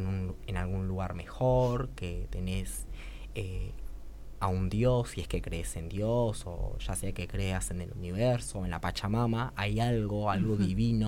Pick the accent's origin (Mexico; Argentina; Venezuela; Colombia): Argentina; me parecía como importante ver el punto de vista religioso porque somos argentinos y en Argentina hay muchísimas personas que son religiosas, que son católicas, cristianas